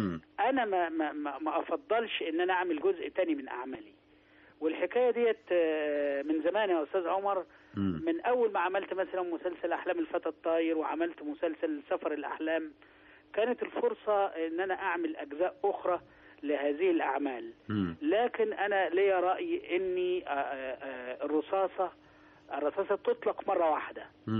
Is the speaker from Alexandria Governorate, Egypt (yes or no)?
no; Sharqia Governorate, Egypt; لا انا حضرتك انا في الاصل قروي.